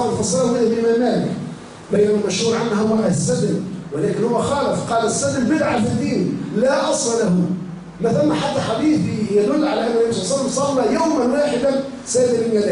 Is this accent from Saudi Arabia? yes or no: no; Tunisia; من خيرة الوطنيين في بلدنا تونس